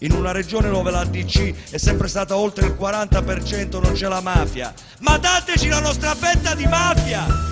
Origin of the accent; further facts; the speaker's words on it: Basilicata, Italy; born there; Va bene, confesso, sono nato in Basilicata.